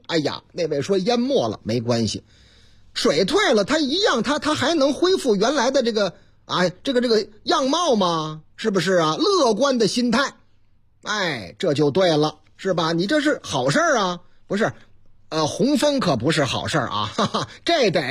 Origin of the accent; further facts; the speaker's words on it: Yangquan, Shanxi, China; 反正这个司机是我老家的，是这个司机，哎，山西的啊，山西阳泉那个地方